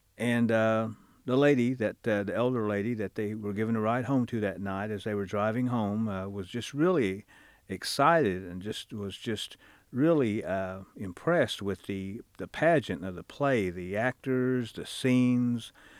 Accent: Pryor, Oklahoma, United States; and I'm from Pryor, Oklahoma.

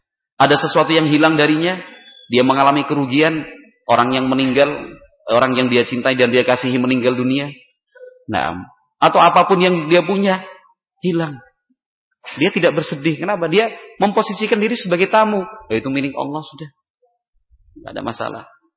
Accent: Yogyakarta, Special Region of Yogyakarta, Indonesia; Saya berasal dari Yogyakarta.

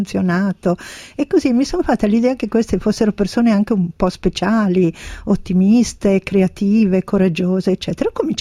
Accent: Bergamo, Lombardy, Italy; Beh, io sono di Bergamo, cosa faccio?

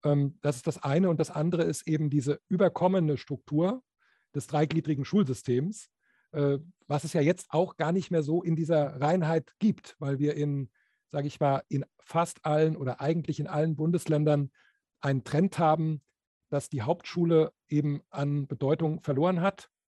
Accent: Bremen, Germany; Ich komme ja aus Bremen

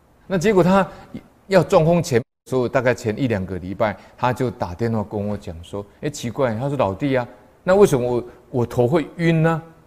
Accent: Taipei, Taiwan; 我们台北人都知道

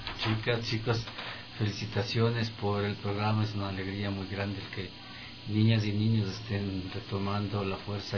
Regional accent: Latacunga, Cotopaxi, Ecuador; Yo vengo cantando desde muy pequeñito, yo soy de la Tacunga, y aprendí a cantar lustrando zapatos y vendiendo diarios.

